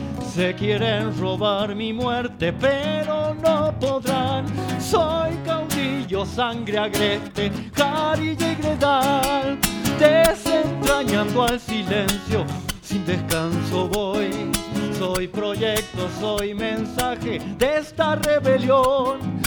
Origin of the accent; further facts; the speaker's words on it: La Rioja, Argentina; Somos de La Rioja y nos hemos enterado hace poco, ¿cierto? En San Antonio. San Antonio de hace unos 5 o 6 años de que éramos compañeros de la primaria. Yo cumplo 42 ahora en febrero.